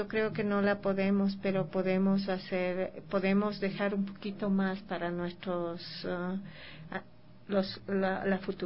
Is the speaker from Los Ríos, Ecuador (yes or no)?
no; La Merced, Pichincha, Ecuador; Aquí en la calle, aquí en Ecuador, al menos en La Merced, donde yo vivo ahora, y de donde vengo, yo salgo todas las mañanas a recoger